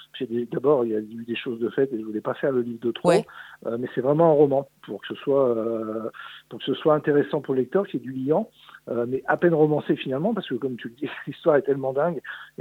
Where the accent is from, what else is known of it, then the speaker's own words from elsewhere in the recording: Charly, Auvergne-Rhône-Alpes, France; Moi, je suis originaire de Charly, qui est la commune juste à côté. Ma grand-mère était originaire de cette commune-là.